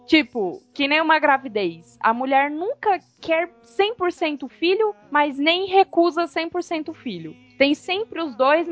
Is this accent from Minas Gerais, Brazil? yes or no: yes; Minas Gerais, Brazil; Eu sou mineira.